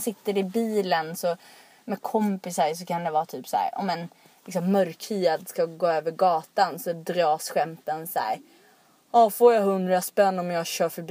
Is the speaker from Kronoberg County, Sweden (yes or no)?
yes; Rottne, Kronoberg County, Sweden; Alltså jag är uppvuxen i Rottne och jag tror att när jag växte upp där så bodde det väl kanske så här 3000 människor där.